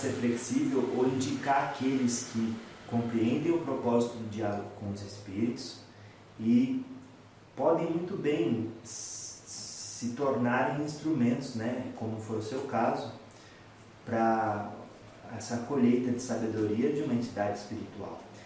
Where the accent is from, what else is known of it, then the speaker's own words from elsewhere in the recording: Piracicaba, São Paulo, Brazil; Sou de Piracicaba.